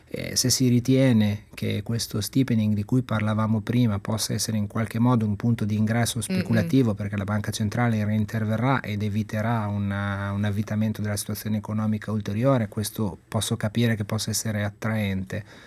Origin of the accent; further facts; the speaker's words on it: Imola, Emilia-Romagna, Italy; io sono originario di Imola e quindi siamo a 30 km di distanza